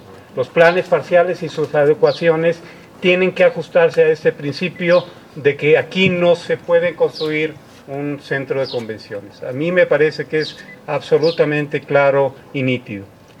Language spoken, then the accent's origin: Spanish; Oaxaca, Mexico; los involucrados son los vecinos y somos todos los oaxaqueños